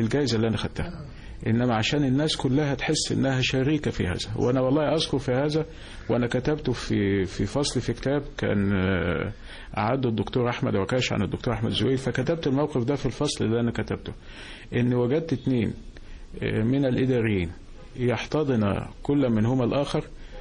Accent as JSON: {"language": "Arabic", "country": "Egypt", "said": "انا دايما بقول احنا عندنا في مصر ما شاء الله عندنا كميات من المواهب والخبرات"}